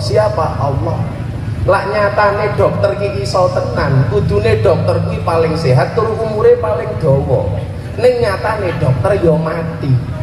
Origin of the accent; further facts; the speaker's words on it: Lampung, Indonesia; saya asli Lampung Timur. Maka … lahir Lampung Timur.